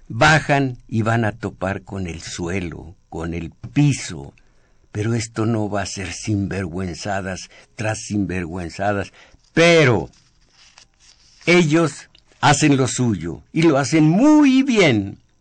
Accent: Mexico; como comunidad agraviada, como mexicanos gobernados de tan inicua madera

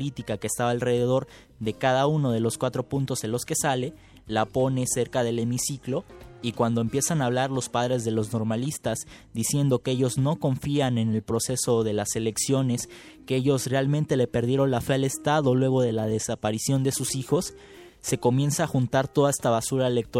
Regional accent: Veracruz, Mexico; En Veracruz, lugar de donde yo soy, hubo robo de urnas.

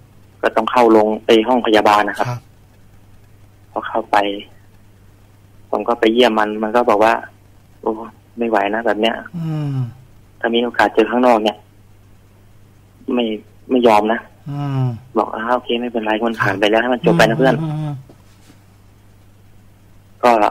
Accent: Surin, Thailand; จะไปที่บ้านเกิดที่สุรินทร์ต่อครับผม

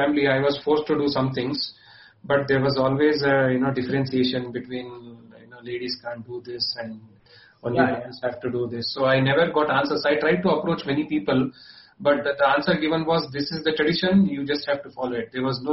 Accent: Raichur, Karnataka, India; I am basically from Karnataka, sir. I am from Raichur.

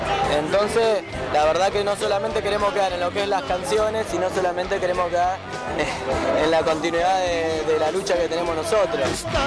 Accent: Rafael Castillo, Buenos Aires Province, Argentina; Nosotros somos de Rafael Castillo, de La Matanza.

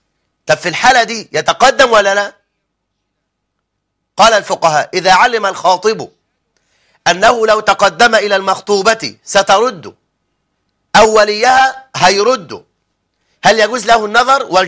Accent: Egypt; اللي بيسموه كد الكتاب كما هو المعهود عندنا في مصر

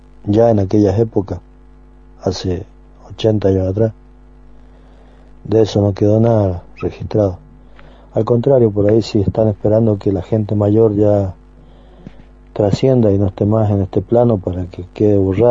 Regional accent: San Rafael, Mendoza, Argentina; Les estoy saludando y les estoy diciendo que soy de San Rafael Mendoza

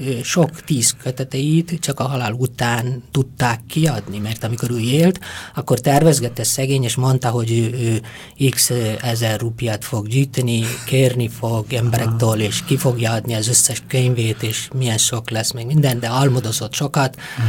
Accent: India; Hungarian is a second language; moved away as an adult; now in Hungary; és így összesen olyan 25 évet töltöttem Indiában, és de az a 17 év, amit a szülőfalumban és azt a kis megyében töltöttem

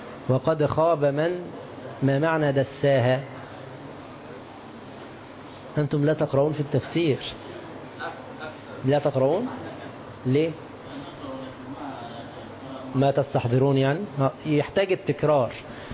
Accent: Egypt; تعرفون الجنيه عندنا في مصر

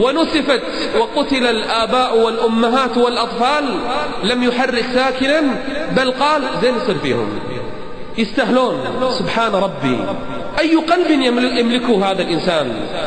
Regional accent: Kuwait; عندنا بالكويت الكلام عربي والجلد عربي والشكل عربي

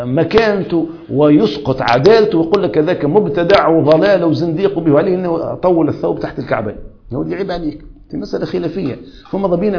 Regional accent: Tunisia; أما عامة الناس مثلا عندنا في تونس

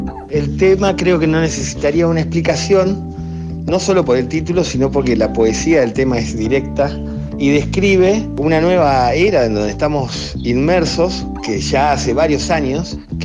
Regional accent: General Roca, Río Negro, Argentina; soy un músico de Fisque Menuco, más conocido como General Roca, Río Negro.

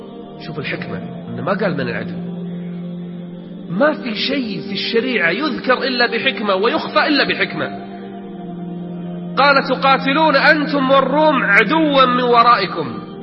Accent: Kuwait; إحنا عندنا بالكويت واحد من زمان يقول أنا

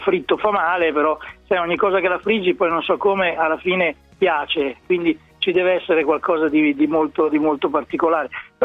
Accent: Emilia-Romagna, Italy; Dalle mie parti si chiamano frappe.

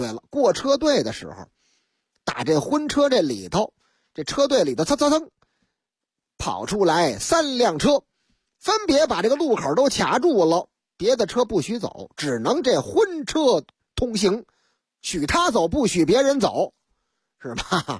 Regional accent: Shanghai, China; 头段时间这事情实际上发生在上海啊，俺的老家上海。

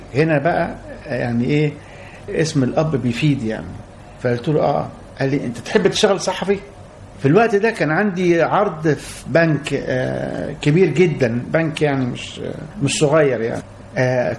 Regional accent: Egypt; moved away as an adult; لأن أنا سافرت من مصر بعد ما أديت الخدمة العسكرية بتاعتي، سافرت من مصر عشان أشتغل في الخليج،

